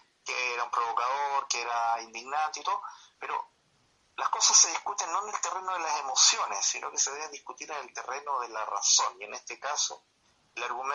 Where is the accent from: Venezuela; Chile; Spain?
Chile; Santiago, Santiago Metropolitan Region; soy de Santiago